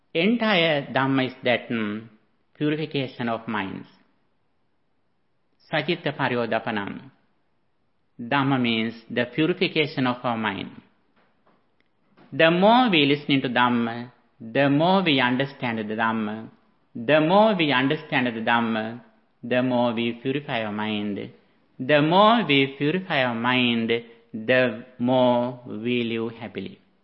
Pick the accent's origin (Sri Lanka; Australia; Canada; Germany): Sri Lanka; moved away as an adult; now in United States; As a person who came from Asia, I was born and raised in Sri Lanka. After that, I went to USA and I have been here for one decade.